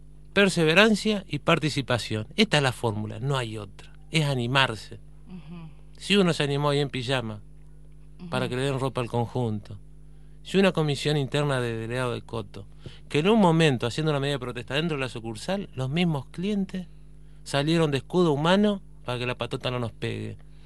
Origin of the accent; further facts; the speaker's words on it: Entre Ríos, Argentina; Yo soy de Entre Ríos, el panza verde